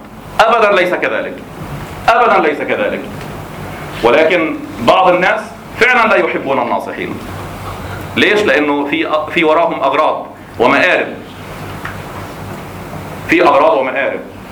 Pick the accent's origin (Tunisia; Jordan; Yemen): Jordan; الأردن فيها مظالم، أنا من الأردن